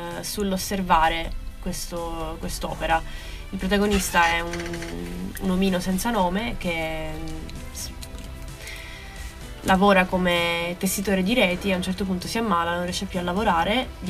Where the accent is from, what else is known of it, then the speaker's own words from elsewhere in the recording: Porto Empedocle, Sicily, Italy; del mio paese, Porto Empedocle, in provincia di Agrigento.